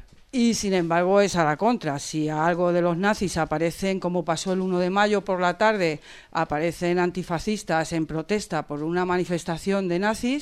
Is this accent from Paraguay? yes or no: no; Madrid, Community of Madrid, Spain; Yo soy del barrio de Vallecas, de un barrio obrero